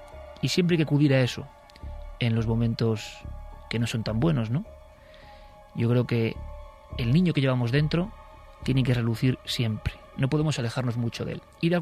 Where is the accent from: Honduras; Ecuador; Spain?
Spain; Vitoria, Basque Country; yo como vitoriano, nací en Vitoria